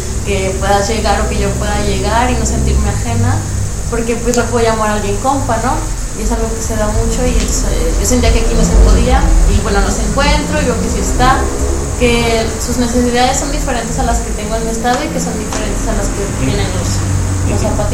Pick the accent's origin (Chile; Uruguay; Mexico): Mexico; Aguascalientes; now in La Paz, Mexico; Yo no soy de aquí de La Paz, yo vengo de Aguascalientes. En Aguascalientes fui activista en varios estados.